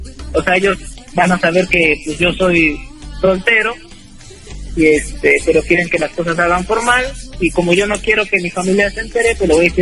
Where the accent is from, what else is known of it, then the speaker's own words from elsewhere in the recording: Tula, Mexico; now in Querétaro, Mexico; No, mira, soy tuleño, nacido en México y radicando en Querétaro.